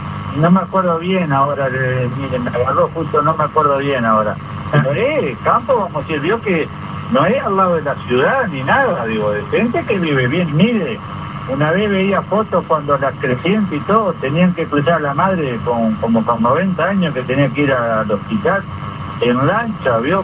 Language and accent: Spanish; Uruguay; Yo pienso que nosotros como uruguayos, el país nos debemos una discusión sobre el uso de los recursos naturales.